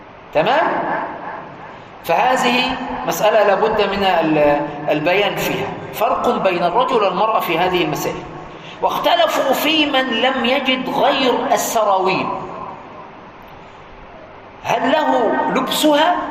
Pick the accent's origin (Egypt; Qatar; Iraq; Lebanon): Egypt; القميص عندنا في مصر يقول القميص اللي هو ليه زراير،